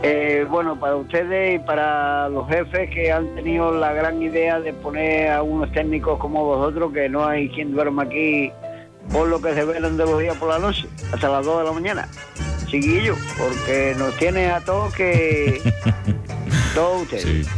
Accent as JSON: {"language": "Spanish", "town": "Málaga", "region": "Andalusia", "country": "Spain", "said": "de Málaga."}